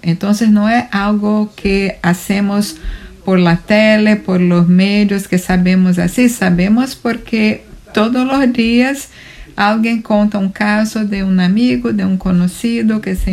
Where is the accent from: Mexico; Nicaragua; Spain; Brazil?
Brazil; Spanish is a second language; now in New York, United States; Yo soy brasileña y vivo en Queens, en Nueva York.